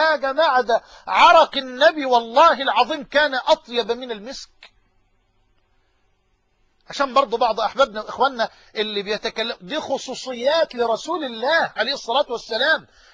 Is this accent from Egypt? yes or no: yes; Egypt; accent: Egyptian; بلهجتنا المصريين كمصريين الأيالة،